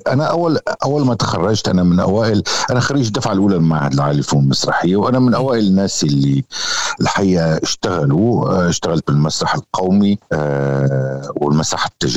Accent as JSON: {"language": "Arabic", "country": "Syria", "said": "هذا واجبنا نحن كسوريين، أنه نحن ننقذ بلدنا"}